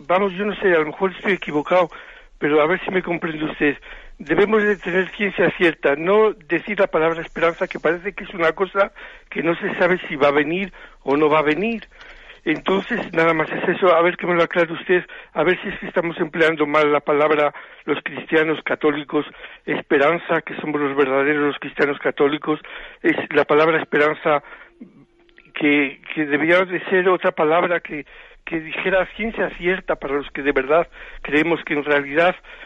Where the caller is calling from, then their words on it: Zamora, Castile and León, Spain; yo soy de Zamora